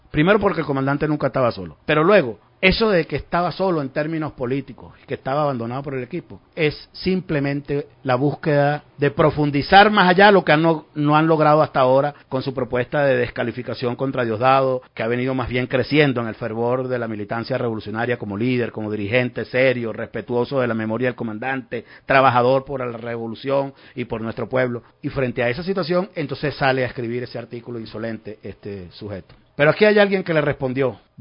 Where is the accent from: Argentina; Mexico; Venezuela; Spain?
Venezuela; Estoy haciendo una declaración muy seria y muy responsable que estoy haciendo como venezolano